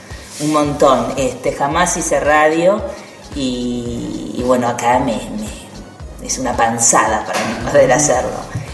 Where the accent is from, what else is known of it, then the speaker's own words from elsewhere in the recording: Viedma, Río Negro, Argentina; moved away as an adult; now in Buenos Aires, Argentina; yo soy de Viedma, soy de Río Negro, y me vine a estudiar a Buenos Aires de muy chica, a los 18 años.